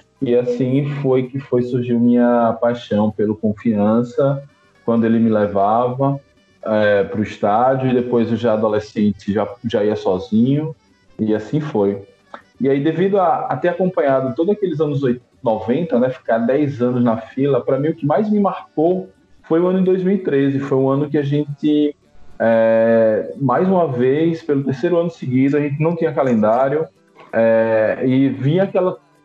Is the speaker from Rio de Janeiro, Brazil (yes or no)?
yes; Rio de Janeiro, Brazil; born there; now in Sergipe, Brazil; Eu nasci no Rio de Janeiro. Meu pai é mineiro, minha mãe é de Sergipe. E aí, quando nós viemos do Rio para cá, no final dos anos 80... A gente foi, no primeiro lugar que a gente morou foi no bairro Industrial.